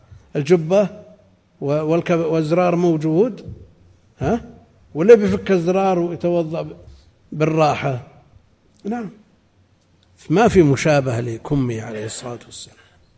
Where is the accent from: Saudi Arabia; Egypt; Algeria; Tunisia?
Saudi Arabia; Najd; عندنا في نجد